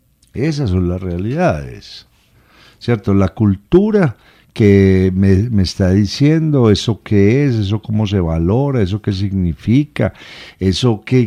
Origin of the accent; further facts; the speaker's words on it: Medellín, Antioquia, Colombia; Yo soy de Medellín, y me voy para allá